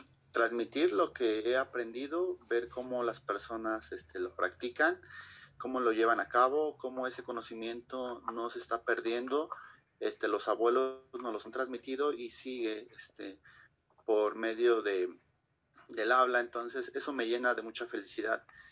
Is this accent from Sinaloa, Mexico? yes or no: no; Xochimilco, Mexico City, Mexico; soy de Xochimilco, del colectivo Salud y Conciencia.